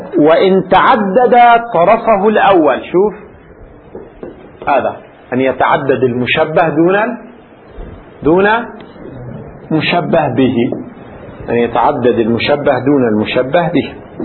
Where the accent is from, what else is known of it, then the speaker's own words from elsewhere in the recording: Lebanon; في العامية عندنا في لبنان يستعمل في الفترة الأخيرة مثل من هذا القبيل